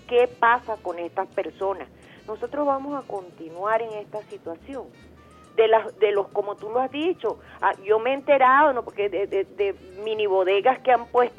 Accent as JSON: {"language": "Spanish", "country": "Venezuela", "said": "Yo digo, como venezolanos, ¿hasta cuándo, Dios mío, vamos a estar en esto?"}